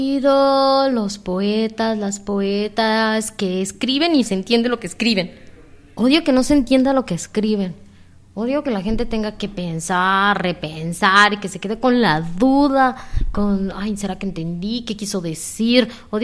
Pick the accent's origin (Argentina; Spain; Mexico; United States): Mexico; now in Guatemala; soy mexicana. Llevo varios años viviendo en Centroamérica y bueno, la vida y la voluntad me trajo aquí a Guatemala y pues casi tengo 5 años viviendo aquí.